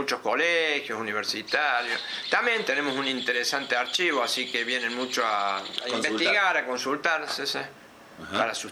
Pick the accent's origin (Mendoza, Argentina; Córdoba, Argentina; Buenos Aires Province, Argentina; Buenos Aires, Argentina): Córdoba, Argentina; Y yo, yo vengo de Córdoba, le digo, bueno, pum, afuera.